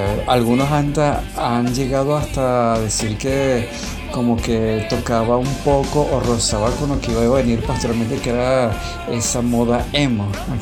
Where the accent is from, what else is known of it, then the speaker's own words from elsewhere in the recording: Venezuela; Todos nosotros que somos venezolanos